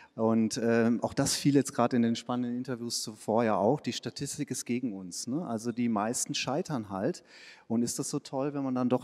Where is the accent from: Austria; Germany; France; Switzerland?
Switzerland; Das nicht nur in der Schweiz, wo ich herkomme, sondern auch in Deutschland.